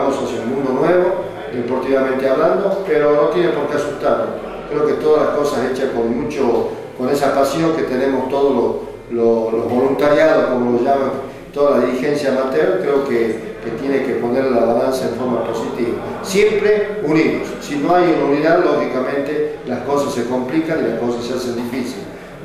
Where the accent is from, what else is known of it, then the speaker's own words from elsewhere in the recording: Argentina; como dirigente argentino, deseo de corazón